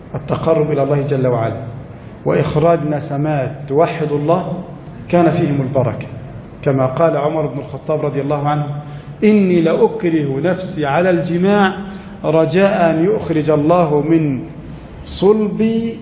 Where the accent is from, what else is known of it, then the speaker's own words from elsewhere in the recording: Egypt; قد يكون عدد المحافظة عندنا في مصر مثلا 5 ملايين